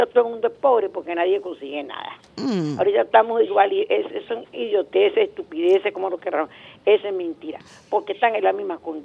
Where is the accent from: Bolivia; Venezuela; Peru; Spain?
Venezuela